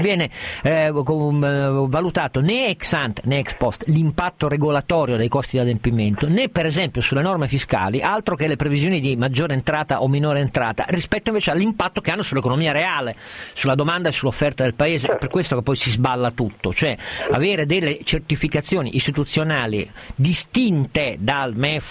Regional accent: Piedmont, Italy; come piemontese, lasciatemi dire che sono allibito e mi vergogno

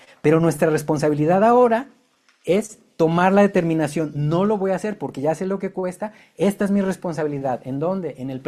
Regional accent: Guadalajara, Jalisco, Mexico; born there; Nací aquí en Guadalajara y nací católico.

